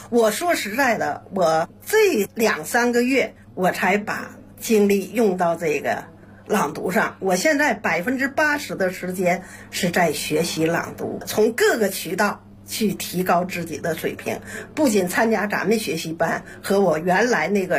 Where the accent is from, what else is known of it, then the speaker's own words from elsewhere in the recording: Northeast China, China; accent: Northeastern; 因为我是东北人，说话的那个声音口音很重